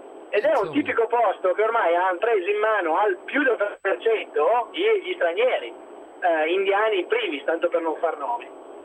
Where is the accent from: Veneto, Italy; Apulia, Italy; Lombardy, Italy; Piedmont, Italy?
Lombardy, Italy; Milan; sono di Milano, milanese